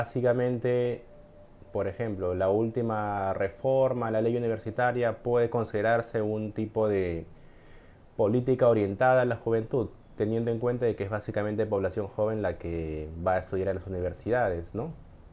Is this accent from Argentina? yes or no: no; Lima, Peru; soy de Lima, de padres migrantes, de Ayacucho y de la serranía de Lima.